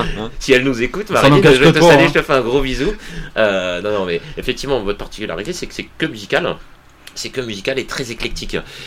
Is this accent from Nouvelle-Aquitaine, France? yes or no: no; Hauts-de-France, France; Non, mais ouais, je suis du Nord.